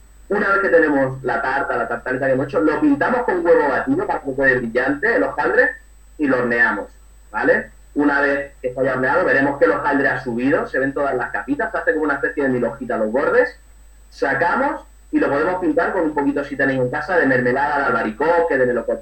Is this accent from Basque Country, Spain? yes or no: no; Málaga, Andalusia, Spain; also born or lived in Madrid; después ya me vine para Málaga. Yo soy de Madrid, pero llevo toda mi vida aquí en Málaga.